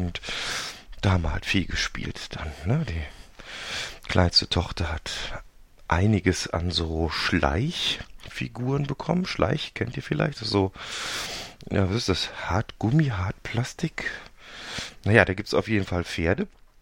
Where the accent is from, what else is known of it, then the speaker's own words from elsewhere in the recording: Cologne, North Rhine-Westphalia, Germany; sage ich natürlich als Kölsche Jung auch jedes Mal